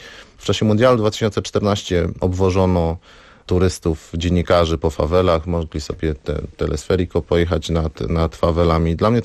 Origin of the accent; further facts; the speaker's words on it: Silesian Voivodeship, Poland; now in Warsaw, Poland; ja jestem ze Śląska Górnego, mieszkam w Warszawie, mieszkam w Gdańsku